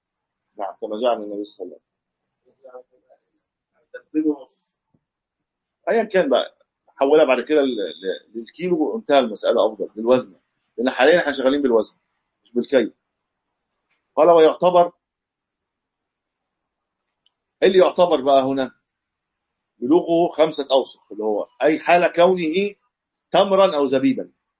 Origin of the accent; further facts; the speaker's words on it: Egypt; يعني انا ما اعلم له اسم عندنا في مصر